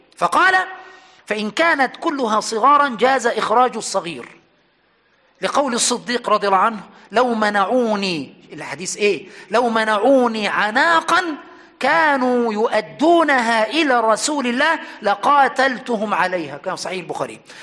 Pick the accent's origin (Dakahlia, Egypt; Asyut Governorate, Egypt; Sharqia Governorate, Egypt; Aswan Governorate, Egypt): Aswan Governorate, Egypt; Aswan; يعني عندنا في أسوان كثير من المسائل